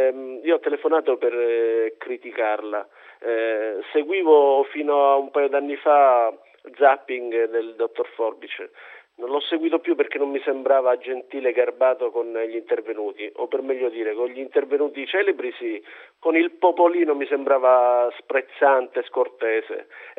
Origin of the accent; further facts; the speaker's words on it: Messina, Sicily, Italy; Io avrà capito, sono di Messina, quindi la cosa mi preme.